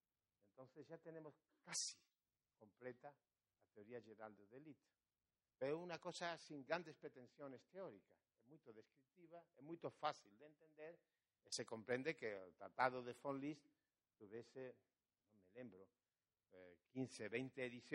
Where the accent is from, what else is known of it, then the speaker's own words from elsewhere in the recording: Portugal; Spanish is a second language; uno de los problemas que yo tengo como portugués es que nunca estudié portugués, nunca estudié gramática portuguesa